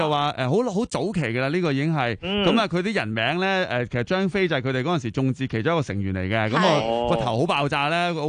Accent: Hong Kong; 呢个系土炮嘅，我哋香港人自己整嘅，

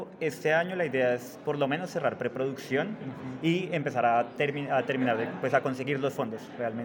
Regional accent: Bogotá, Colombia; De Colombia.

